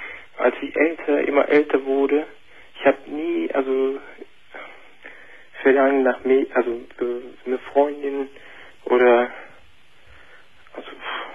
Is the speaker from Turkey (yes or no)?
yes; Turkey; ich bin aus der Türkei und wo ich also gerade herkomme